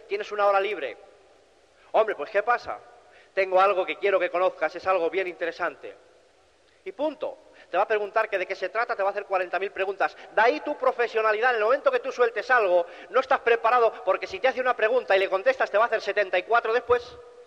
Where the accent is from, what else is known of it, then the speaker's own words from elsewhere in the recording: Cantabria, Spain; yo precisamente no me he trasladado de Cantabria aquí para convencerte de nada